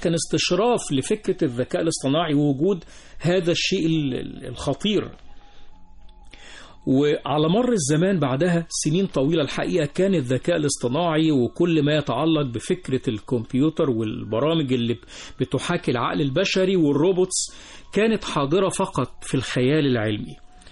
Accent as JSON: {"language": "Arabic", "country": "Egypt", "said": "موجود في كل مكان في هذا العالم بما فيه بلدنا مصر"}